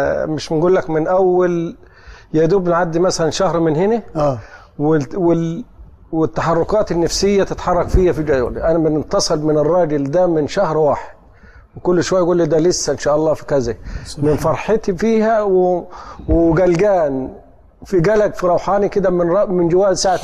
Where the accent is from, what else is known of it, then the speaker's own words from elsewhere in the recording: Egypt; لأن الصعوبات جامدة عندنا في مصر.